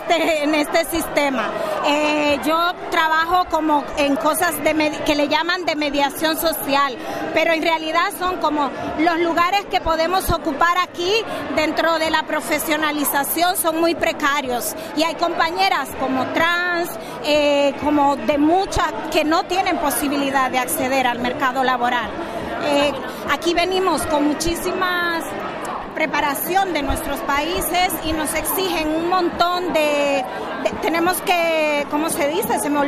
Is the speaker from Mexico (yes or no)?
no; Dominican Republic; now in Spain; Yo soy afrocaribeña, vengo de Dominicana